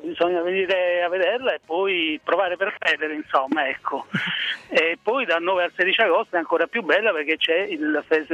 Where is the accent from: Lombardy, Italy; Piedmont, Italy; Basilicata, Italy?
Basilicata, Italy; Rionero in Vulture; il mio paese, il paese della mia infanzia, io praticamente non lo conosco più. Naturalmente ho la mamma giù a Rio Nero, ho parenti, però diciamo che non lo sento veramente molto più mio